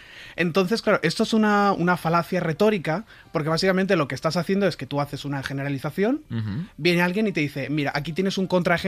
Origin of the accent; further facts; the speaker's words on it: Spain; Y yo digo, pues a ver, yo soy español, ¿no?